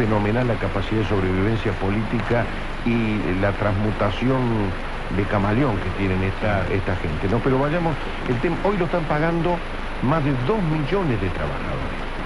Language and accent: Spanish; Río Cuarto, Córdoba, Argentina; Yo soy de Río Cuarto